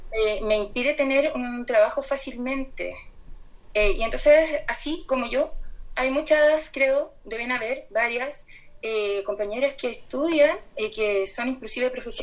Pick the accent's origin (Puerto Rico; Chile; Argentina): Chile; Voy a repetir que yo soy de Chile